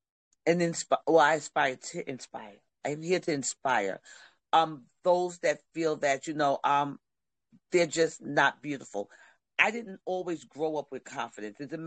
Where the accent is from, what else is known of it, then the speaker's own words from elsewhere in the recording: Nigeria; I'm in a Nigerian